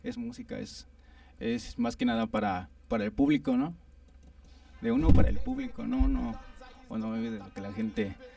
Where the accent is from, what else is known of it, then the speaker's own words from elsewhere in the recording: Tlalnepantla, State of Mexico, Mexico; Sí, somos del norte de Tlanepantla.